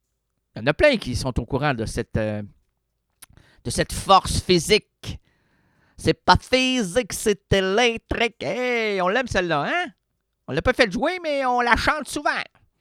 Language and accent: French; Quebec, Canada; parce que moi, j'ai un clavier francophone. Je suis québécois.